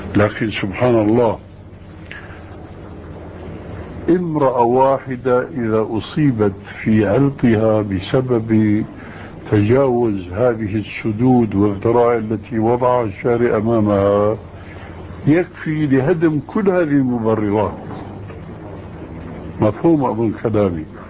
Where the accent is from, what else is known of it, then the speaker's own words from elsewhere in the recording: Syria; الدخول إلى غرفة التدريس يسمى عندنا في سوريا بالصف